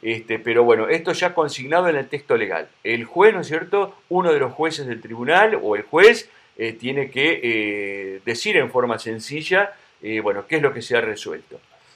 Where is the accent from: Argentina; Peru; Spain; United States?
Argentina; Río Negro; Yo vengo de Río Negro, vos lo sabés